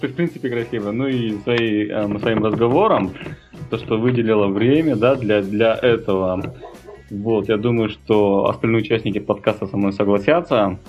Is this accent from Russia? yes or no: no; Almaty, Kazakhstan; мама у меня с Уральска. То есть корни у меня именно такие самые настоящие западные. Хотя сам я родился в Алматы и вырос